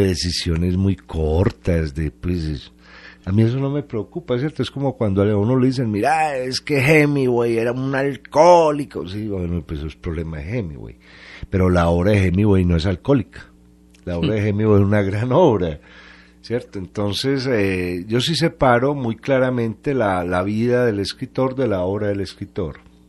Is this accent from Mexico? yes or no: no; Colombia; los colombianos no somos todos malos